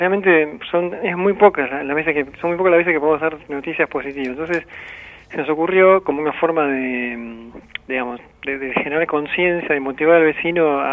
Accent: Buenos Aires, Argentina; born there; yo nací en Barracas. Mi familia es de Barracas fines de 1800.

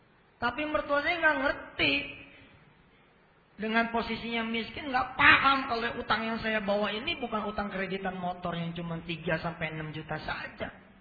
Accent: Jakarta, Indonesia

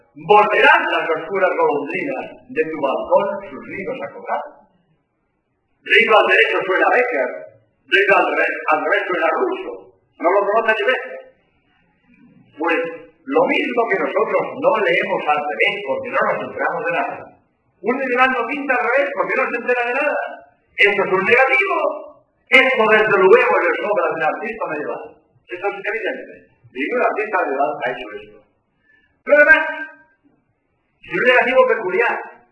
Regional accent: Barcelona, Catalonia, Spain; born there; now in Cádiz, Spain; yo nací en Barcelona, pero llevo, pues en Cádiz llevo 36 años, ¿no? Y en fin, Andalucía, como jesuita, soy andaluz.

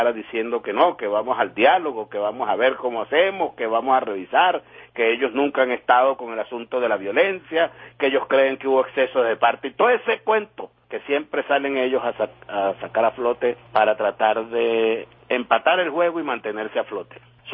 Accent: Venezuela; nos gusta, como venezolanas y venezolanos, amanecer sin guarimbas.

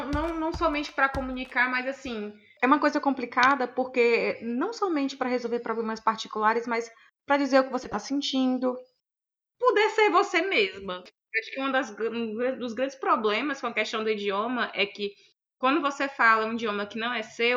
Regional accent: Ceará, Brazil; Pra mim, que sou cearense e sou usuária de um turno de regionalismo

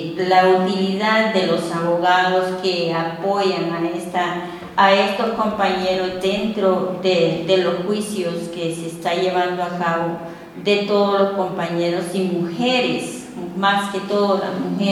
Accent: Honduras; Soy de Honduras

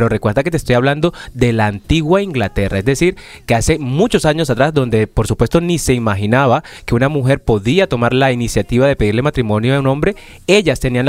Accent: Caribbean coast, Colombia; yo soy costeño, soy de Colombia, de la costa

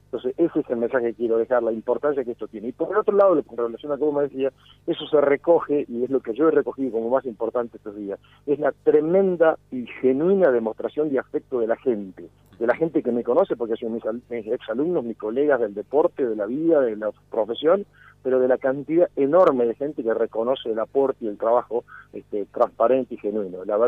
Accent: Lorenzo, Argentina; yo vengo de un pueblo, de Lorenzo, es mi pueblo, un pueblo chiquito, fui a la escuela primaria pública, al secundario público, a la universidad pública.

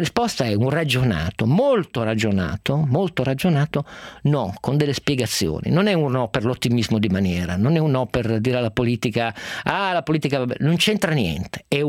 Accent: Turin, Piedmont, Italy; da torinese sono sempre stato critico a volte verso il giornale della mia città

